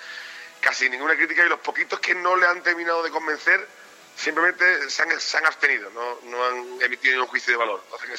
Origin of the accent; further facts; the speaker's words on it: Seville, Andalusia, Spain; aunque yo sé que soy sevillano y desde pequeño son las bandas que a mí más me han llenado, porque es mi tierra